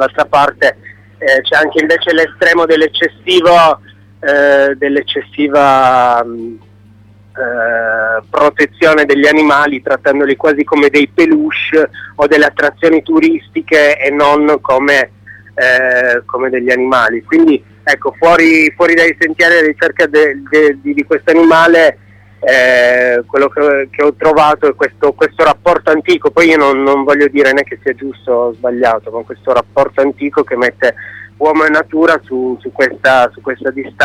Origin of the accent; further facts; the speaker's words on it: Turin, Piedmont, Italy; giocavo in casa, nel senso che io sono di Torino